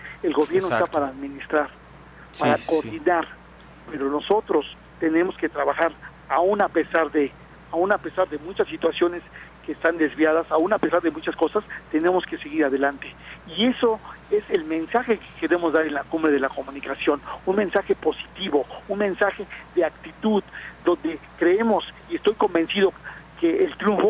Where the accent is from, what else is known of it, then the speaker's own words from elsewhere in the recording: Mexico; sino realmente como una situación en donde nosotros, los mexicanos, y cada quien desde su trinchera, desde su hogar